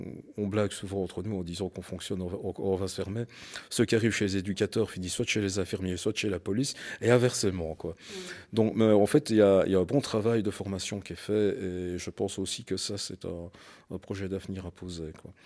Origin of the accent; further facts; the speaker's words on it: Wallonia, Belgium; moi, je suis originaire de la région de Liège, hein, donc des Ardennes